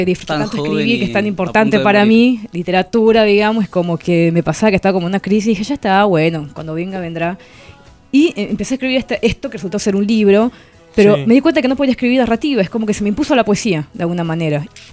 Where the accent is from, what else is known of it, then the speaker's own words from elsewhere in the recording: Santa Cruz de la Sierra, Santa Cruz, Bolivia; now in Argentina; Yo soy nacida y criada en Santa Cruz de la Sierra Bolivia, que es una zona del Amazonas, muy muy parecida, o sea, en todo lo que es el clima y la fauna, y la flora, digamos, a Paraguay y la parte de Misiones, a toda la parte, digamos, guaraní.